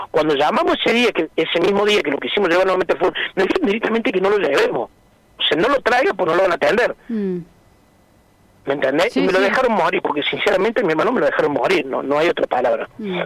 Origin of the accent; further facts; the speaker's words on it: Villa Carlos Paz, Córdoba, Argentina; nosotros somos acá de Carlos Paz